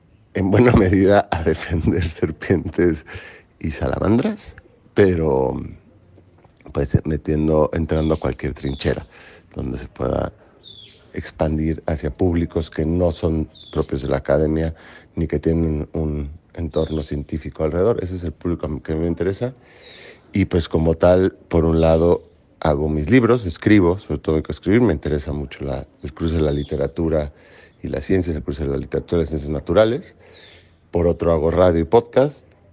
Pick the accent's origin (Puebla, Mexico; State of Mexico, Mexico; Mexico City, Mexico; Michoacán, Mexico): Mexico City, Mexico; born there; also born or lived in Los Mochis; tengo 41 años. Nací con un pie en la Ciudad de México y el otro en Los Mochis, Sinaloa.